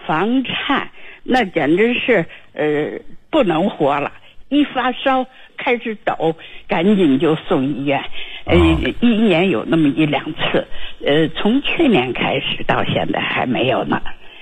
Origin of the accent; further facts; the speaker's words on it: Beijing, China; 我是北京的